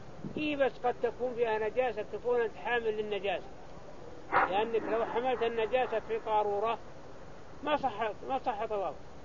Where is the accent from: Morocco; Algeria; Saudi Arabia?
Saudi Arabia; ما توسع بنيان مكة كغيرها من المدن عندنا في السعودية